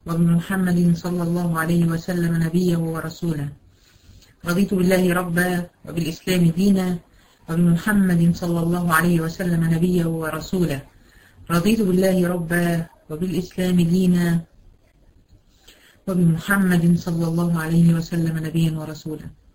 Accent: Egypt; زي اللي احنا بنسميها عندنا في مصر الزحليقه بتاعت الاطفال دي

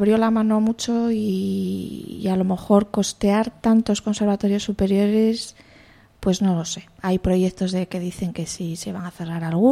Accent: Madrid, Community of Madrid, Spain; born there; also born or lived in Valladolid; now in Asturias, Spain; Yo nací en Madrid, viví en Valladolid y ahora vivo en Asturias porque mis orígenes están aquí. La familia de mi madre es toda del oriente asturiano.

